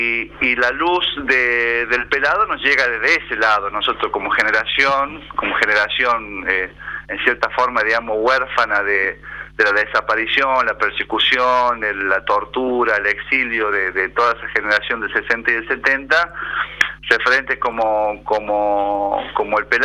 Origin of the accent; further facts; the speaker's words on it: La Rioja, Argentina; nosotros como estudiantes riojanos en ese momento de la secundaria participábamos